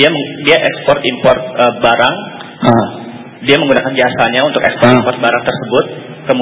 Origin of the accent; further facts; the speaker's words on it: Jakarta, Indonesia; Saya dari Kebayoran Baru, Jakarta Selatan.